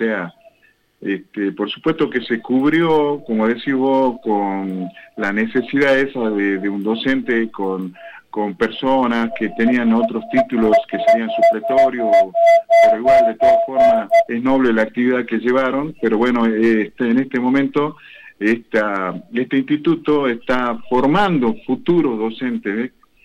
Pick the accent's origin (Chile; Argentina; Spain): Argentina; Jujuy; accent: northern Argentine; now in Neuquén, Argentina; por mi tonada yo vengo del norte, no, soy de Jujuy.